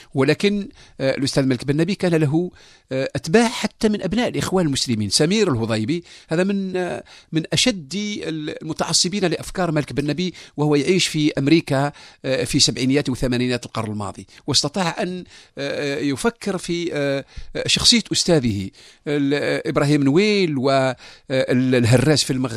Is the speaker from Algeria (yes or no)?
yes; Algeria; كلنا كجزائريين أن نستمع إلى بعضنا البعض